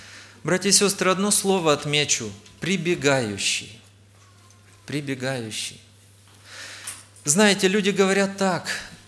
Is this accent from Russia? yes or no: no; Chișinău, Moldova; Я из Молдавии, из города Кишинева.